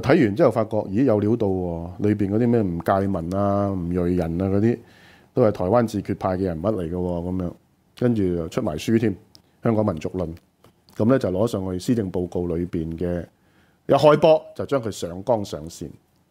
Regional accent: China; 但我們中國人歷史當然不會寫這決啦

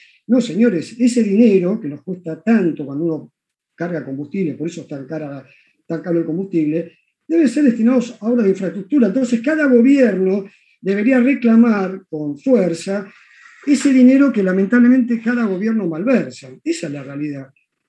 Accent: Vallehermoso, Argentina; born there; now in Buenos Aires, Argentina; Yo le aclaro, vivo en Buenos Aires, pero vivo viajando por todos lados. Soy nacido en Vallehermoso, tengo parientes en Villa Jardín

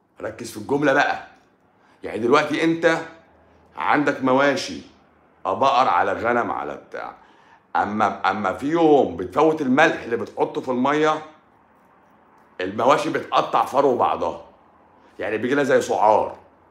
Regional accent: Egypt; عندنا في مصر

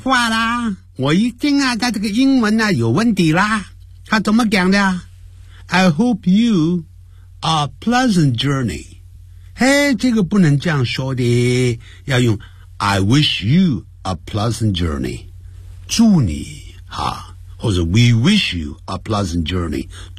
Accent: Nanning, Guangxi, China; 一看就知道呢，是我们家乡人，是从哪个地方啊？从南宁来的。

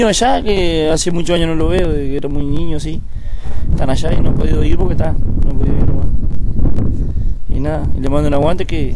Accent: Carmelo, Colonia, Uruguay; Yo nací acá en Colonia y soy del departamento de Carmelo.

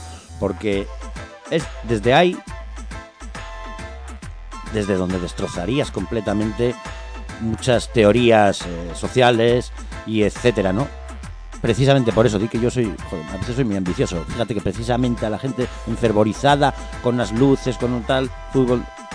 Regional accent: Bilbao, Basque Country, Spain; ¿Porque soy de Bilbao? Pues no.

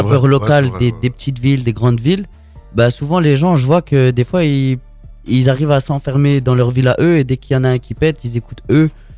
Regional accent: Colombia; Non, mais c'est pas parce que je viens de Colombie que je vais finir ma vie en Colombie.

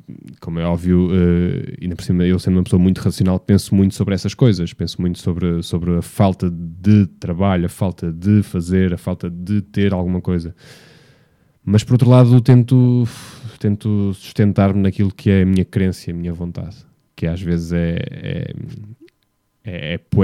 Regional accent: Vila Nova de Gaia, Porto, Portugal; Porto, quando digo Porto, digo Gaia, que é onde vive a minha família, onde eu passei a maior parte da minha vida e onde eu nasci também.

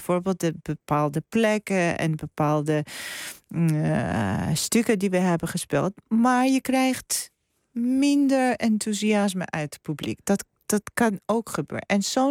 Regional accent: Georgia; Dutch is a second language; En ik ben ook geboren en opgegroeid in Georgië.

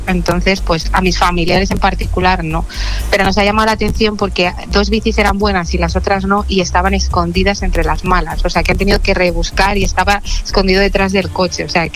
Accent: Madrid, Community of Madrid, Spain; Aluche, para mí el mejor barrio de Madrid. Cada uno supongo que su barrio será el mejor. Para mí Aluche, que soy de toda la vida de Aluche.

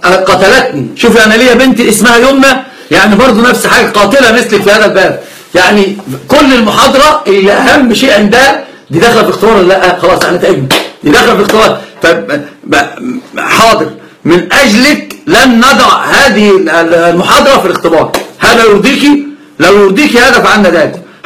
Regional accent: Upper Egypt, Egypt; زي الصعيدة اللي عندنا، أنا صعيدي أيضا.

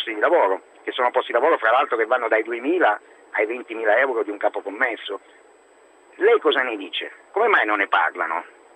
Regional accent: Castiglione d'Adda, Lombardy, Italy; Io sono di Castiglione d'Adda, provincia di Lodi.

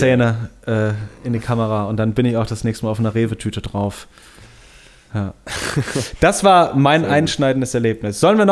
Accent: Bonn, North Rhine-Westphalia, Germany; ich bin vor 3-4 Jahren bin ich nach Bonn-Beuel, wo ich aufgewachsen bin, gefahren

